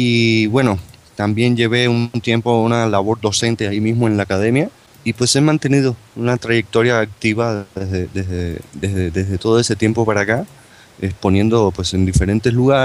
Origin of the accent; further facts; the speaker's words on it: Havana, Cuba; born there; yo nací en La Habana, Cuba, en 1979